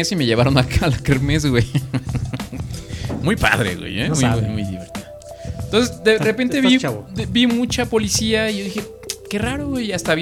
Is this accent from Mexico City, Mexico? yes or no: yes; Mexico City, Mexico; No, es que yo estoy hablando como chilango.